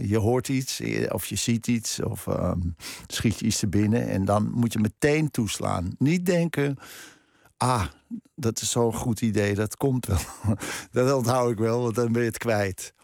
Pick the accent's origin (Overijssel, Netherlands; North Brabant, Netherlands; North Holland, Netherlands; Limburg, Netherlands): North Holland, Netherlands; Krommenie; Ik bedoel, ik heb daar van mijn 10e tot mijn 20e gewoond in Cromony.